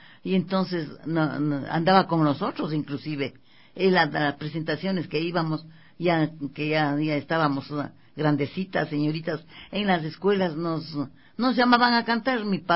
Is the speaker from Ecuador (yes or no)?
yes; Quito, Pichincha, Ecuador; born there; yo nací en Quito, al ladito de Simón Bolívar.